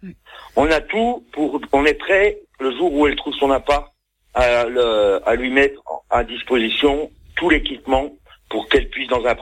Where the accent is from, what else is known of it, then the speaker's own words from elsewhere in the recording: Saint-Étienne, Auvergne-Rhône-Alpes, France; j'ai 54 ans et je suis stéphanois depuis 54 ans.